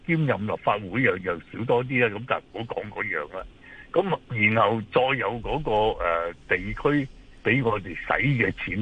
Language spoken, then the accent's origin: Cantonese; Hong Kong